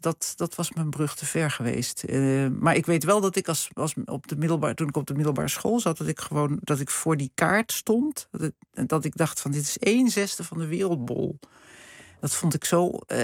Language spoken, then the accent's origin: Dutch; Hilversum, North Holland, Netherlands; ik kom uit Hilversum. Ik zat op het gymnasium hier en ik had allerlei talen gehad al. Frans, Duits, Engels, Grieks, Latijn. Nederlands.